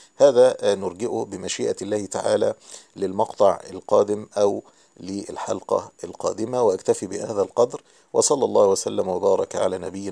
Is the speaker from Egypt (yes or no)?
yes; Egypt; لما علم أني مصري وأني أتيت من مصر من أجل زيارة الشيخ